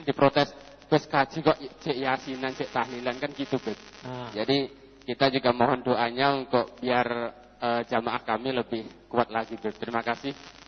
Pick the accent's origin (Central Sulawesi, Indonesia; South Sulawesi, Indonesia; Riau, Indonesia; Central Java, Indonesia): Central Java, Indonesia; Kebakkramat; Saya dari Kebak Kramat.